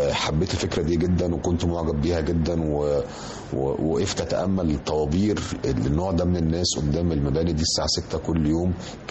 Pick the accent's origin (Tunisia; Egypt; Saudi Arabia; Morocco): Egypt; إحنا عندنا في مصر طبعا أقدم معرض دولي للكتاب في المنطقة كلها